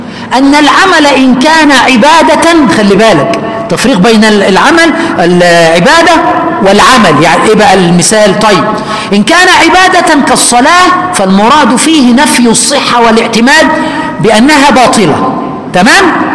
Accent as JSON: {"language": "Arabic", "country": "Egypt", "said": "عندنا في مصر شيء يسمى البشعة"}